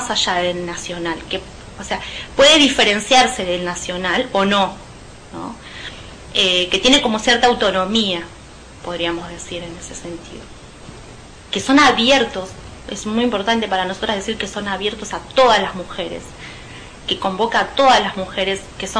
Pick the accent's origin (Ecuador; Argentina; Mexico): Argentina; José C. Paz, Buenos Aires Province; yo soy de José C. Paz, soy docente, soy profesora de historia.